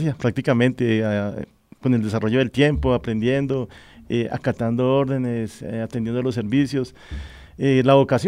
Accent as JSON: {"language": "Spanish", "town": "Villavicencio", "region": "Meta", "country": "Colombia", "moved": "yes", "lives_now": "Soacha, Colombia", "said": "Soy de Villavicencio."}